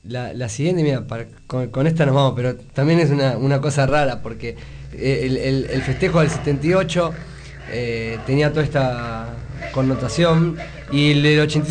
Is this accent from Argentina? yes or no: yes; Argentina; como argentinos también a un momento muy particular